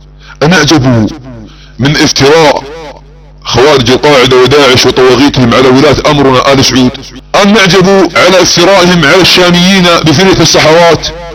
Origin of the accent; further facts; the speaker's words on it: Saudi Arabia; يعتقدون عندما تنشغل بلادنا السعودية في الحروب وعدة جبهات